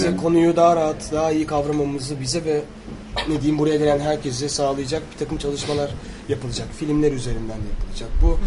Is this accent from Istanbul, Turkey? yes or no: yes; Kadıköy, Istanbul, Turkey; Kadıköylüyüz.